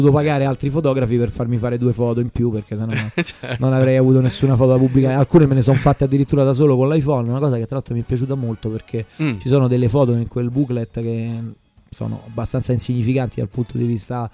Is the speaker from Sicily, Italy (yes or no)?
no; Marino, Lazio, Italy; un po' come si fa il vino dalle mie parti a Castellino Mani